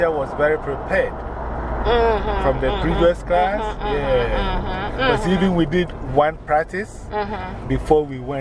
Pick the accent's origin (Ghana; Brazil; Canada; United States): Ghana; English is a second language; Because when we're learning English in Ghana, they say yes, please, no, thank you.